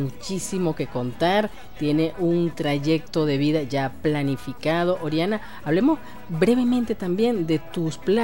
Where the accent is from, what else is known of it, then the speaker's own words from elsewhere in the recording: Barcelona, Anzoátegui, Venezuela; yo también soy oriental, de Barcelona, Anzoátegui.